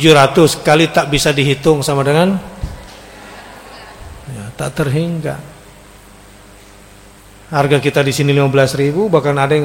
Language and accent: Indonesian; Indonesia; Kita orang Indonesia